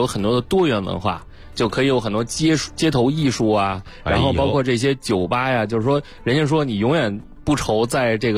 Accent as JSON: {"language": "Chinese", "region": "Beijing", "country": "China", "said": "咱们北京话叫约架"}